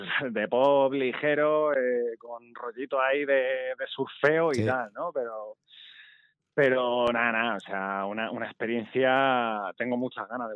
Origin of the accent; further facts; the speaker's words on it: Alcalá de Henares, Community of Madrid, Spain; y yo soy de Alcalá de Henares, sí